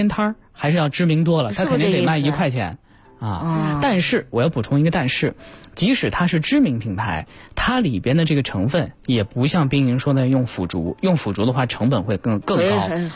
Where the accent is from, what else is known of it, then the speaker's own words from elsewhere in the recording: Northwest China, China; 你看我是西北人